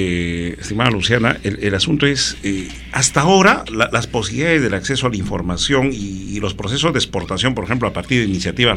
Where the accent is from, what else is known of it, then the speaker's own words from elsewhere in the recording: Huancavelica, Peru; Huancavelica, Puria, por si acaso es mi tierra, Huancavelica, que siempre añoran muchos paisanos míos